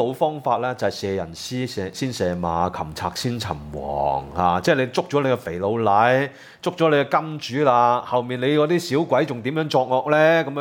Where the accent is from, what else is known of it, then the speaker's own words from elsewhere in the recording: Hong Kong; 但我們香港人呢，喂，講真的，一個人被人拉是全城支援的